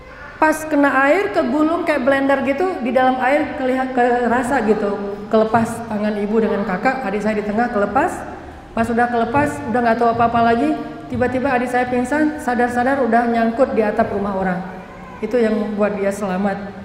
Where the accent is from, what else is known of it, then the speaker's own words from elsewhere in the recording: Aceh, Indonesia; Kan saya mah orang Aceh, tinggal di Banda Aceh.